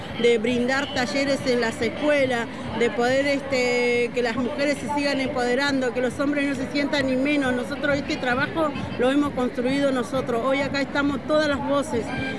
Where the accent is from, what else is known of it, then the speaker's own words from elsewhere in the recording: General Roca, Río Negro, Argentina; soy de General Roca, Río Negro, vine con Neuquén.